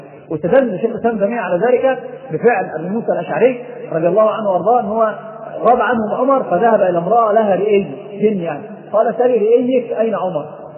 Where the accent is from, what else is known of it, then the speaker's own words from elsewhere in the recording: Egypt; ناس عندنا في مصر يستحمل مندل يروح العراف